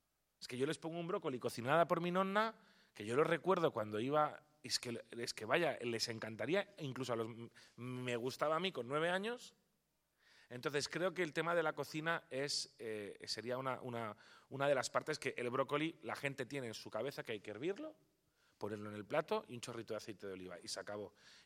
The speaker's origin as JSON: {"language": "Spanish", "town": "Palma", "region": "Balearic Islands", "country": "Spain", "tie": "born or raised there", "accent": "Castilian", "moved": "as an adult", "lives_now": "Pamplona, Spain", "said": "de origen o natural de Palma de Mallorca, de padre italiano y de madre mallorquina. Pero vaya, yo ya nací en Palma de Mallorca, por lo que ven mi acento es totalmente castellano, no tengo acento italiano."}